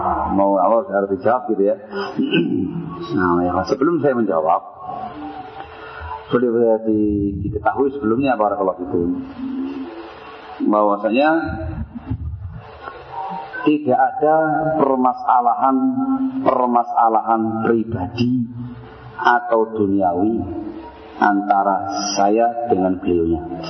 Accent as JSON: {"language": "Indonesian", "town": "Sidayu", "region": "East Java", "country": "Indonesia", "said": "Saya asli orang Sidayu Gresik, Jawa Timur."}